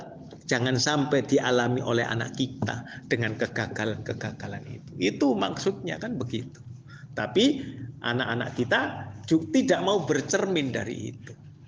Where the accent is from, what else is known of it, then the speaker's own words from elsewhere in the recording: Java, Indonesia; mohon maaf ya, saya karena saya orang Jawa, sering berkata